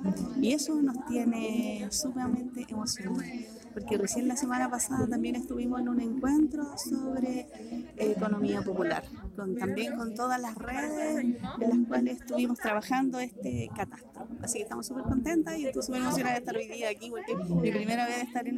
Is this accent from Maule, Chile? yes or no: no; Pirque, Santiago Metropolitan Region, Chile; y yo que soy de aquí de Pirque.